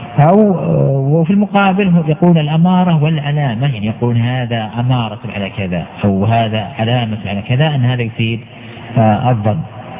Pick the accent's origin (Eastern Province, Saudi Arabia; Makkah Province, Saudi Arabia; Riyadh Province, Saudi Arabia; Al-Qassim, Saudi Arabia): Al-Qassim, Saudi Arabia; حتى عندنا مثلا في القصيم